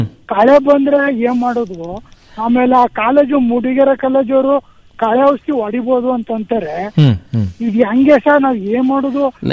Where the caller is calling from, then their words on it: Dudda, Karnataka, India; sir ದುದ್ದಾ sir